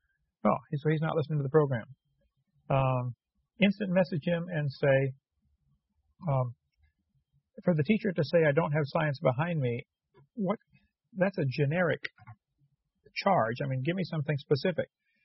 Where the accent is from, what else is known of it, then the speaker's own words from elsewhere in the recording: Illinois, United States; And yeah, I'm from Illinois. Love that fall in the Midwest.